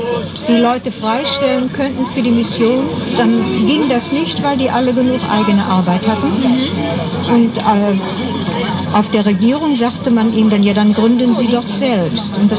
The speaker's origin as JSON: {"language": "German", "region": "Rhineland-Palatinate", "country": "Germany", "said": "Nein, ich komme aus der Vulkaneifel."}